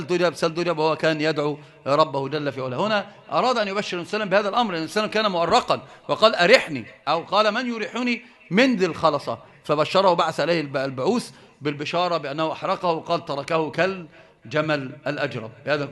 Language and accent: Arabic; Egypt; أنت مصري؟ اه نعم.